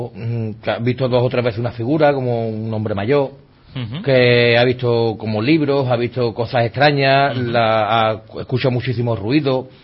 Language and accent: Spanish; Seville, Andalusia, Spain; que nosotros somos un grupo de investigación, pero que somos de Sevilla, que bueno, más o menos lo que es toda Andalucía la tocamos.